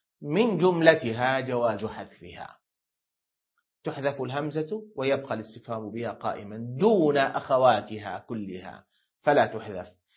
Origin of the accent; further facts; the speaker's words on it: Syria; لا ما عندنا تمر في سوريا، لكن عندنا في سوريا يقابل دبس التمر دبس العنب